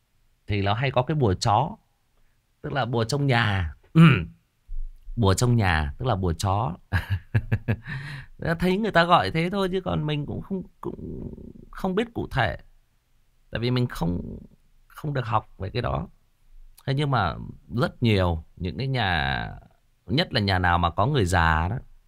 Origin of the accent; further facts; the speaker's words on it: Northwest, Vietnam; bố mẹ tôi thì là người Kinh, thế nhưng mà tôi sinh ra lớn lên thì là ở miền Sơn Cước, mà cái thời gian tôi ở trong bản với người đồng bào thì cũng rất là dài, trong bản sâu luôn.